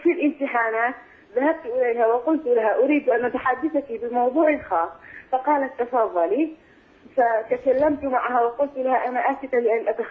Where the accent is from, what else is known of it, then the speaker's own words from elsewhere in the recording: Iraq; أنا من العراق